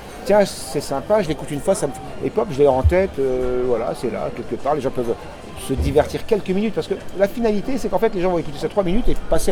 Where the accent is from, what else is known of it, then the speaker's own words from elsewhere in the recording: France; moi, je suis français 100%